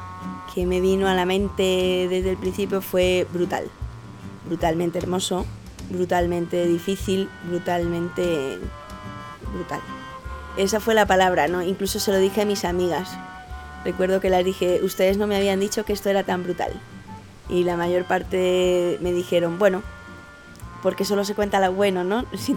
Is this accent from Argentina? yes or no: no; Spain; now in Costa Rica; vivo en Costa Rica desde hace 6 años. Emigré desde España